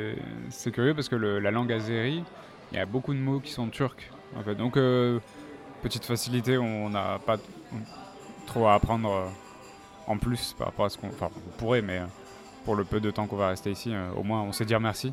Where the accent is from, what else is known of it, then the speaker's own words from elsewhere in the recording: Paris, Île-de-France, France; un truc qu'on a remarqué quand même à chaque fois qu'on dit qu'on vient de Paris